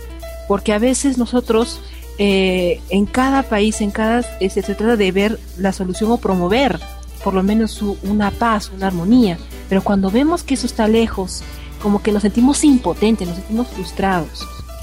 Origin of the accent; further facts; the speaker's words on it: Peru; en mi caso como peruana, creo que somos un grupo de países latinoamericanos.